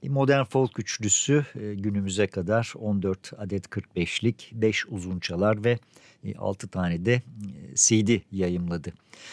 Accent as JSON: {"language": "Turkish", "town": "Altınşehir", "region": "Istanbul", "country": "Turkey", "tie": "born or raised there", "said": "1962'de doğdum ve 60'lı yıllar benim için tam anlamıyla radyo günleriydi. Küçükçekmece Gölü'nün kuzeyindeki Altınşehir Köyü'nde 1970'lere kadar elektrik yoktu. Evimizdeki pilli radyo bizim için dünyaya açılan kapıydı."}